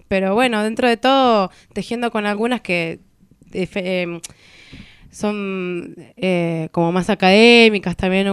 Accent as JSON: {"language": "Spanish", "town": "Trelew", "region": "Chubut", "country": "Argentina", "said": "soy de Trelew, vivo en Trelew, vengo acá de vez en cuando, muy poquito tiempo, a tejer algunas cosas y después me aborto. Y soy cantante, autogestiva, lesbiana, negra"}